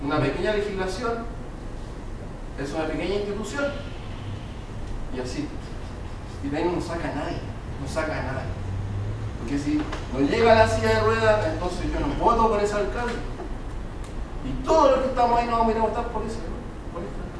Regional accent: Chile; parte de una autocrítica que me he hecho como chileno y en mi entorno social

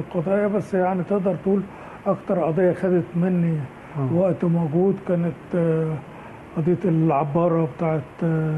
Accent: Egypt; ان احنا مصريين وعايشين في مصر وبنحب مصر

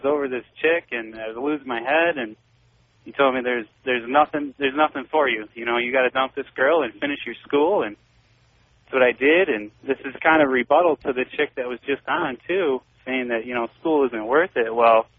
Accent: New York, United States; moved away; I'm originally from New York, and that's where I first picked you up.

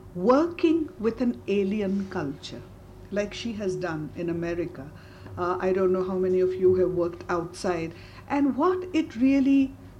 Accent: India; when I feel as an Indian it's too ritual

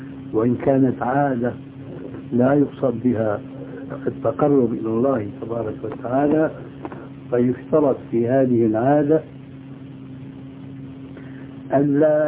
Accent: Syria; وهذا كان عندنا في سوريا شيء كبير منه

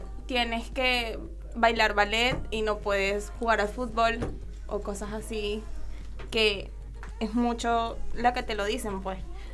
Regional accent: Venezuela; now in Argentina; Venezuela.

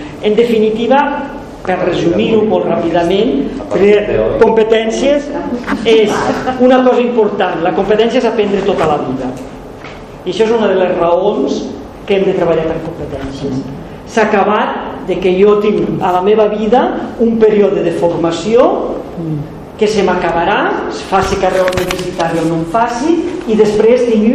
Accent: Barcelona, Catalonia, Spain; A Barcelona, la gent que som de Barcelona té un problema

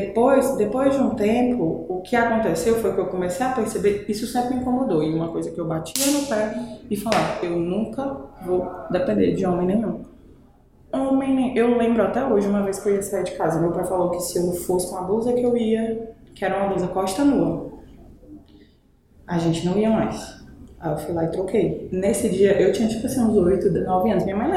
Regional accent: Espírito Santo, Brazil; moved away; Eu morava no Conjunto Esperança. Morei mais de 20 anos lá. Eu nasci no Espírito Santo. Morava num bairro muito periférico lá. Mais ainda do que o Conjunto Esperança. Vim pro Ceará, morei no Carro do Pompona, fui pro Conjunto Esperança, morei 20 anos lá.

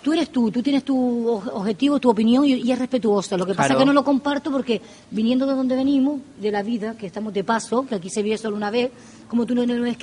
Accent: Canary Islands, Spain; Las Palmas de Gran Canaria. Ahí soy yo, de Gran Canaria

